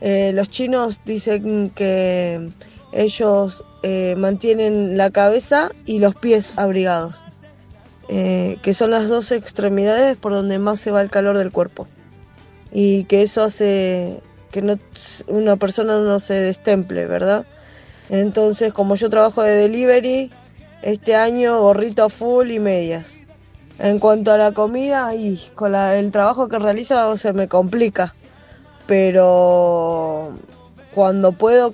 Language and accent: Spanish; Quilmes, Buenos Aires Province, Argentina; de Quilmes.